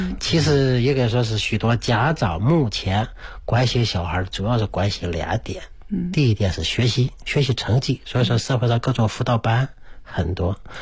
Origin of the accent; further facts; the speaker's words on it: China; 比如说我们以前呢，我们中国人啊，比较还不是富裕，现在富裕了